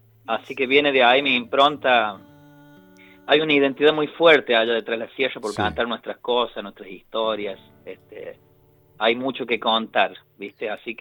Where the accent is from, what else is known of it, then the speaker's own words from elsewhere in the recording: Villa Dolores, Córdoba, Argentina; Zona Mina Clavero, zona de Cura Brochero, Villa de Dolores, que es de donde yo soy oriundo.